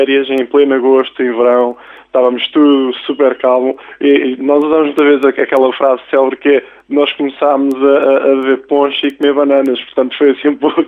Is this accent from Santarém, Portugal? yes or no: yes; Rio Maior, Santarém, Portugal; eu pessoalmente até sou de Rio Maior